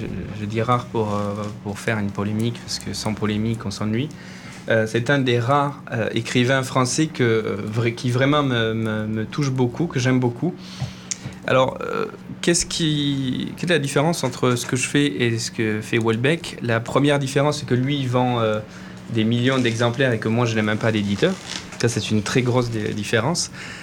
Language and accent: French; Southern Italy, Italy; Pourtant, je viens d'Italie, mais je disais au début de l'émission que il faut que les choses viennent des tripes. Et moi, même si je viens du sud de l'Italie